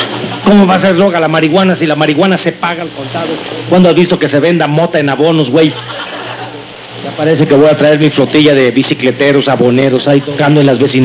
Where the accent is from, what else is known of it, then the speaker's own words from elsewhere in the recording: Mexico; como mexicano que soy, me di cuenta que no éramos autosuficientes en el sector agrícola